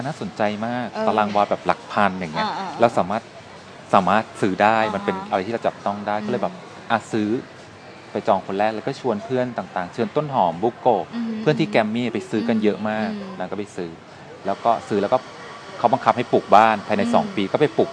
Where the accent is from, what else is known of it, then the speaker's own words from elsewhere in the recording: Bangkok, Thailand; also born or lived in Si Racha / Buri Ram; เราอะโตมาที่ในกรุงเทพตั้งแต่แบบ5ขวบก่อนหน้านี้เราเล่ร่อนคือแบบตามครอบครัวไปทำงานต่างที่ต่างเราเคยอยู่ศรีราชาเราเคยอยู่บุรีรัมย์ด้วยนะไปอยู่กับตายายไปอยู่เราไปอยู่หลายที่ในกรุงเทพแล้วก็มา5ขวบเนี่ยเริ่มเซตเทิล